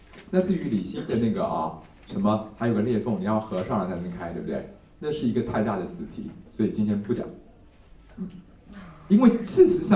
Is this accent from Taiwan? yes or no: yes; Taiwan; 我们台湾人是觉得谁受害就是谁是优胜者